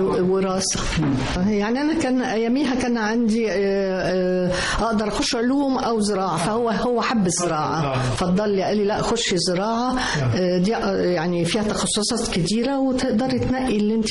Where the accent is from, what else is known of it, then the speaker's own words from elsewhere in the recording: Mansoura, Dakahlia, Egypt; born there; ايوه انا من مواليد المنصورة